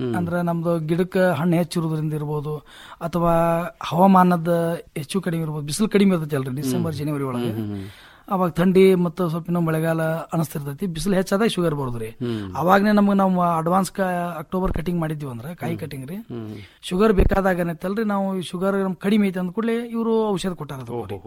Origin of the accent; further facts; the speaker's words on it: Babanagar, Karnataka, India; ನಮ್ಮ ಊರು ಬಾಬಾನಗರ, ತಿಕೋಟಾ ತಾಲೂಕು, ವಿಜಯಪುರ ಜಿಲ್ಲೆ ರೀ.